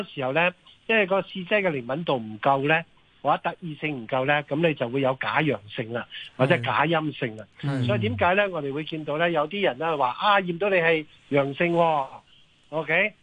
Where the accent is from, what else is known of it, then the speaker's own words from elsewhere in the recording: Hong Kong; 点解香港政府觉得我哋香港人咧系唔会去合作去做依一样嘢咧